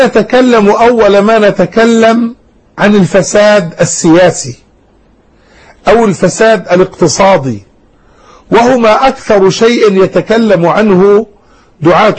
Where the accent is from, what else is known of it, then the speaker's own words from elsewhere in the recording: Jordan; بلادنا الأردن، وهي جزء من البلاد المباركة بلاد الشام